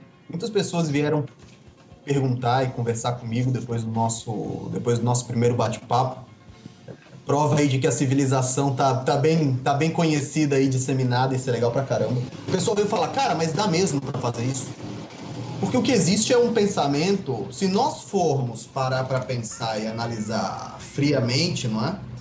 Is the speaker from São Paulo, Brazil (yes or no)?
no; Alagoas, Brazil; Eu sou de Alagoas